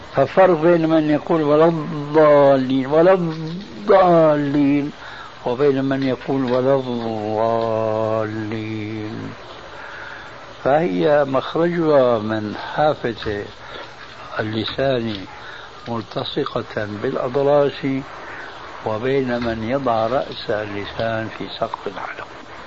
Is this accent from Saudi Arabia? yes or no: no; Syria; الفاتحة التي تقرأ في كل ركعة من الصلوات الخمس عندنا في سوريا وغيرها